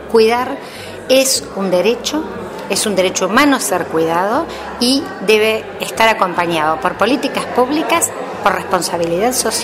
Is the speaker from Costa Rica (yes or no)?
no; Argentina; quienes somos argentinas, pero quienes somos parte de esta identidad de la patria grande latinoamericana